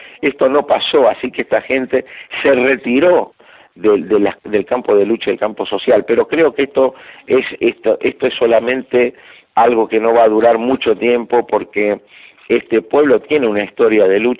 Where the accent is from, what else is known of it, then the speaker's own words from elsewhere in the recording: Argentina; yo sigo siendo optimista y también como soy argentino y latinoamericano